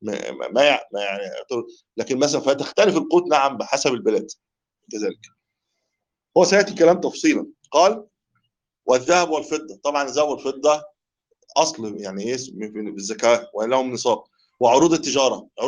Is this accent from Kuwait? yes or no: no; Egypt; بقول له يا عم انت لو عندنا في مصر كنت اتخطفت بالكيس ده